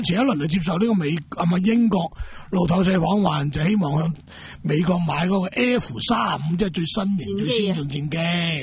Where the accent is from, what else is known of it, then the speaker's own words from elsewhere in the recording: Macau; 不如我鼓励我哋澳门人或者中国人去单买。